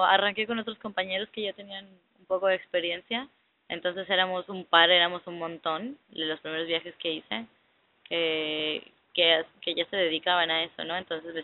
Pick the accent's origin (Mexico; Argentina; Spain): Mexico; De México.